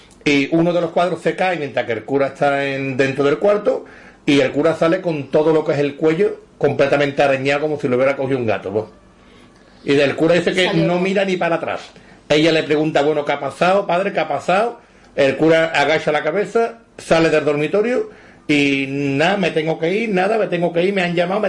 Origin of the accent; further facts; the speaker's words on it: Seville, Andalusia, Spain; somos de la barriada, somos del Cerro del Águila